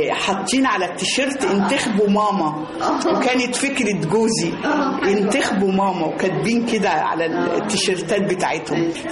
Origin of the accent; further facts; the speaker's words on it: Beni Suef, Beni Suef Governorate, Egypt; إحنا كان عندنا في بني سويف لما كنا طول شهر رمضان لازم كل واحد فينا في بيت شكل